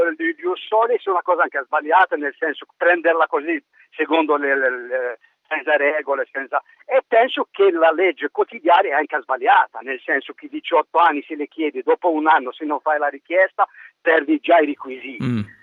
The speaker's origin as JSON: {"language": "Italian", "country": "Algeria", "lives_now": "Italy", "said": "Io considero i miei figli sempre algerini, sono algerino, non sono italiano."}